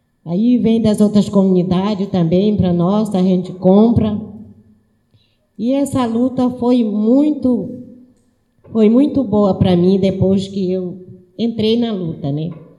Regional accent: Saracura, Pará, Brazil; Eu vim da comunidade de Saracura e, como não tinha onde eu me alojar, eu fiquei no quilombo do Maicá

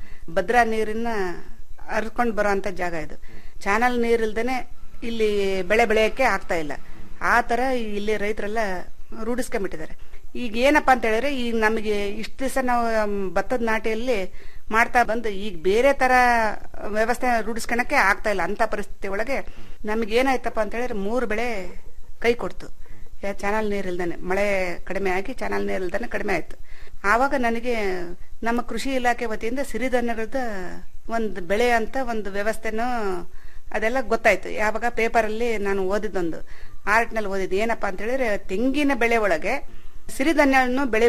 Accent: Karnataka, India; ಹುಟ್ಟೂರು ನಂದು ಶಿವಮೊಗ್ಗ ಜಿಲ್ಲೆ ಆಗಿರೋದ್ರಿಂದ ನಾನು ಅಲ್ಲೂ ನೋಡಿಲ್ಲ.

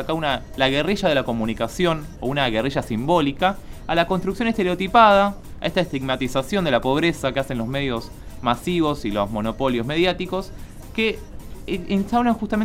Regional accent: Colón, Buenos Aires Province, Argentina; en Colón, provincia de Buenos Aires, que es de donde yo vengo, que es un pueblito, es una ciudad de 30.000 habitantes, 40.000 habitantes.

